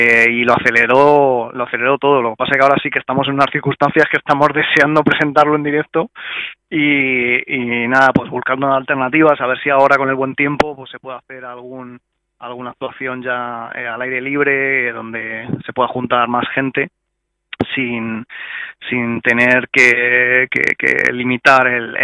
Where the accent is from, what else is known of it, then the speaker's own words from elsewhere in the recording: Madrid, Community of Madrid, Spain; Y bueno, nosotros somos también de Hortaleza